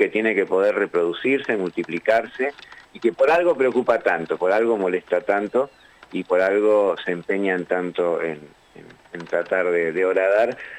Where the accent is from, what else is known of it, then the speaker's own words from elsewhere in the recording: La Plata, Buenos Aires Province, Argentina; Yo soy de La Plata